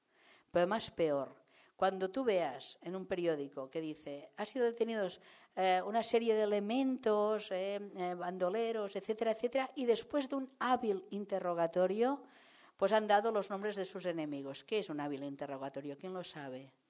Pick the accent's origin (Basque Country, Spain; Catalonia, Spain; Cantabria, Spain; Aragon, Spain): Catalonia, Spain; L'Hospitalet de Llobregat; cuando yo empecé a investigar sobre el maquis anarquista, porque soy de Hospitalet